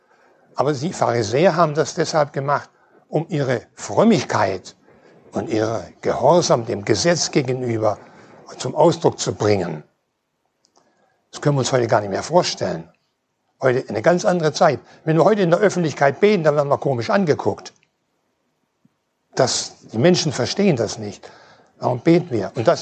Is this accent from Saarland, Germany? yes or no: no; Schleswig-Holstein, Germany; aus der Freien Evangelischen Gemeinde in Norderstedt. Ich komme also aus Schleswig-Holstein.